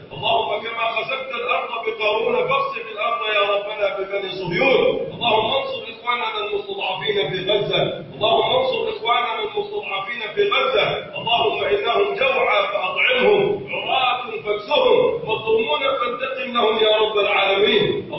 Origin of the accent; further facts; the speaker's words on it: Egypt; اللهم ارفع عن بلدنا مصر الغلاء والبلاء والوباء.